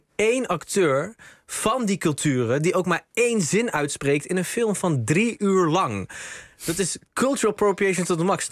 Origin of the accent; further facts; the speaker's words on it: North Brabant, Netherlands; Ik kom uit Brabant.